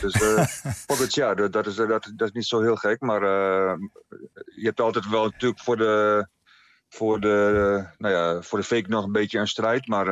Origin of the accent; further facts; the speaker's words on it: Surhuisterveen, Friesland, Netherlands; Ja, ik ben daar opgegroeid in Huisterveen